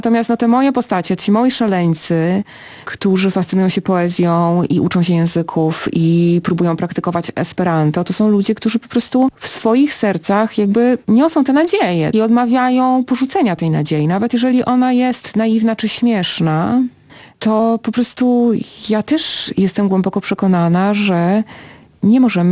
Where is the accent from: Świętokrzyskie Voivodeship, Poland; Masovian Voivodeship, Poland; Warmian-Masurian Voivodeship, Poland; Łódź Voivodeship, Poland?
Masovian Voivodeship, Poland; Tak, ja się urodziłam w Warszawie, wychowałam się na Mazowszu, ale wychowałam się pod Warszawą, dokładnie w miejscu, gdzie Bóg zbiega się z Narwią.